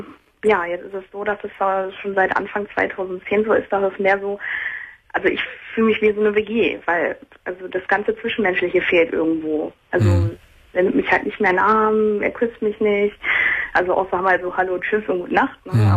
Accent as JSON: {"language": "German", "town": "Wilhelmshaven", "region": "Lower Saxony", "country": "Germany", "said": "Ja, ich bin halt hierher gezogen. Ich komme ursprünglich aus Wilhelmshaven, also ein ganzes Stück weit weg."}